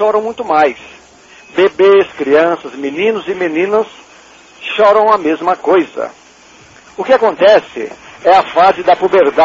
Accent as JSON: {"language": "Portuguese", "country": "Brazil", "said": "E agora torcer para eles, né, na Libertadores, porque somos brasileiros e temos mais é que torcer a favor."}